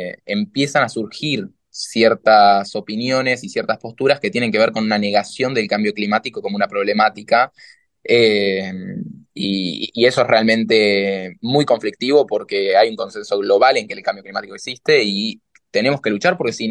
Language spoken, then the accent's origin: Spanish; La Plata, Buenos Aires Province, Argentina; Yo soy de La Plata, el otro día mi ciudad se inundó